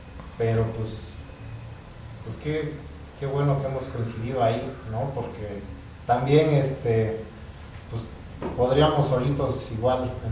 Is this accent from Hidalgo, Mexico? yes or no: no; Juchitán, Oaxaca, Mexico; yo soy de Juchitán, Oaxaca, ¿no? Yo crecí un poco con el zapoteco, pero pues el mundo es mucho más amplio, ¿no? Entonces, en mi caso, tuve la oportunidad de convivir con gente de muchas partes del mundo desde muy chico.